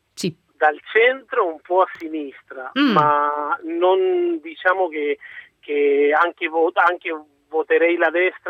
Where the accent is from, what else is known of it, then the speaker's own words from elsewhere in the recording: Argentina; also born or lived in Milan; now in Rome, Italy; Io sono argentino, sono figlio di italiani, però sono nato in Argentina.